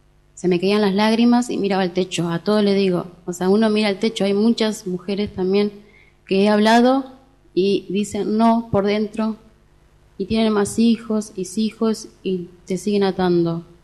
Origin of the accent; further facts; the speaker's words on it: Entre Ríos, Argentina; moved away; Me vine de Entre Ríos para no vivir esto.